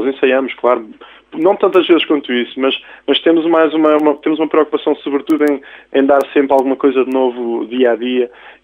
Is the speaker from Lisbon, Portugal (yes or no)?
no; Rio Maior, Santarém, Portugal; eu pessoalmente até sou de Rio Maior